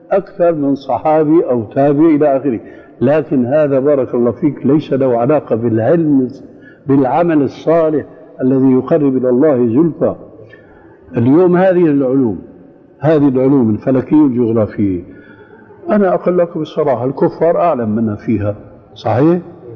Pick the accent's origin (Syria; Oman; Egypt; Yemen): Syria; نص الكلام يقولون عندنا في الشام